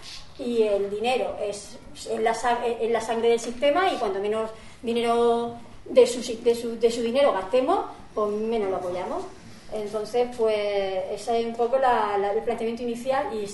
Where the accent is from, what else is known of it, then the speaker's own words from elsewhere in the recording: Murcia, Region of Murcia, Spain; Yo vengo desde Murcia